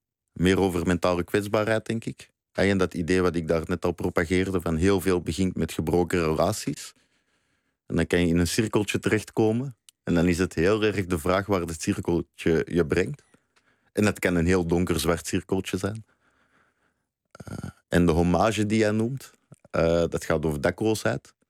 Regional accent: Belgium; now in Netherlands; ik ben Belg. Ik ben daar best trots op. Ik noem mezelf niet snel Vlaming. Ik ben een van de laatste staande Belgen, zeg ik altijd. Dus ik ben geen Nederlander.

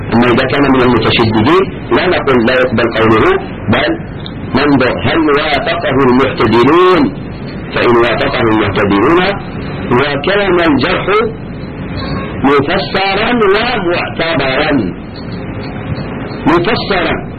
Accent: Algeria; هنا عندنا في الجزائر خاصة في بلادنا انتشر عند كثير من الشباب

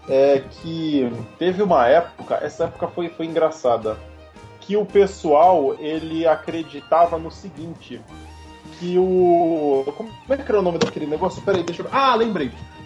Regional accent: Cubatão, São Paulo, Brazil; Eu, quando era criança, eu morava em Cubatão, né? Cidade ali do litoral de São Paulo.

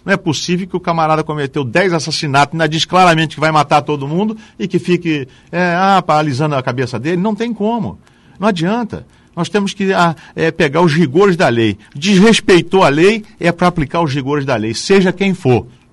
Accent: Brazil; Mas eu sou brasileiro.

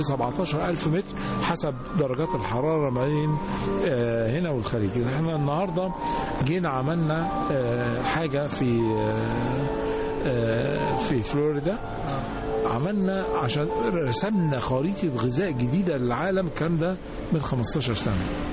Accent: Aswan, Aswan Governorate, Egypt; يا فندم احنا عندنا في أسوان

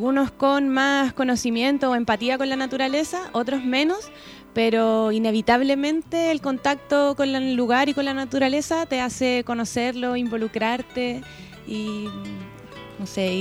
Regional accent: Valparaíso, Chile; todos quienes somos parte de Valparaíso.

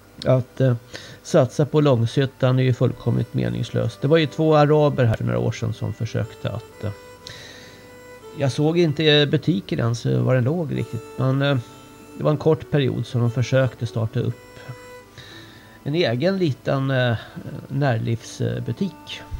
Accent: Stockholm, Stockholm County, Sweden; Nu kommer jag från Stockholm här, så att det finns inte mycket här uppe alls.

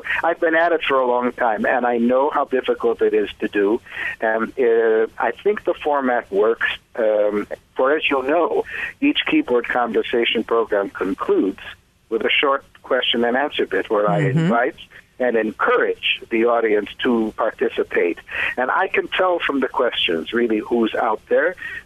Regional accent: Chicago, Illinois, United States; accent: Chicago; I even give them in London, England, despite my Chicago accent.

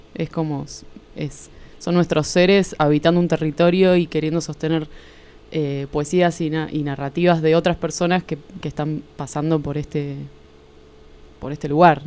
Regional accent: Marcos Paz, Buenos Aires Province, Argentina; Sí, yo soy de Buenos Aires, criada en Marcos Paz, en provincia de Buenos Aires, al oeste, uh-huh. En una ciudad que se llama Marcos Paz.

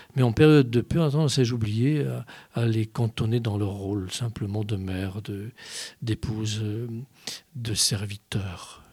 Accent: Igné, Grand Est, France; Que je suis Vosgien, oui, que je suis né à Igné, à côté d'Épinal, et que je suis toujours dans ce secteur, que je suis très enraciné dans notre pays

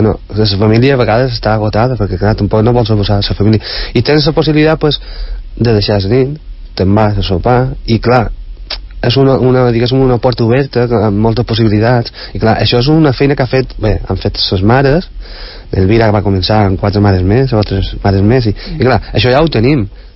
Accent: Santa Margalida, Balearic Islands, Spain; nosaltres no som de Palma, som d'un poble de Santa Margalida.

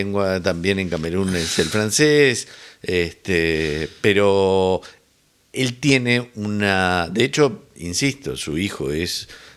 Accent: Montevideo, Uruguay; Claro, los montevideanos también somos porteños, vivimos en un puerto.

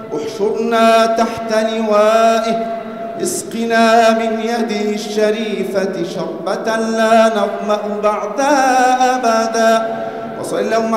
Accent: Egypt; اللهم احفظ بلدنا مصر

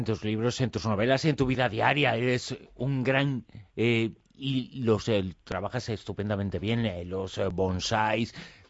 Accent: Galicia, Spain; todo ocurre en Galicia o todo nace en Galicia, que es tu tierra, que es mi tierra

